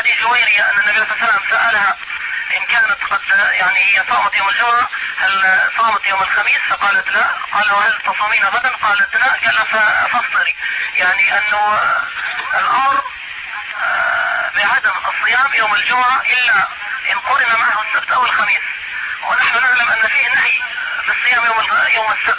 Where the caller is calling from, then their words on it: Mecca, Makkah Province, Saudi Arabia; الشيخ احنا بنكلمك يعني من مكة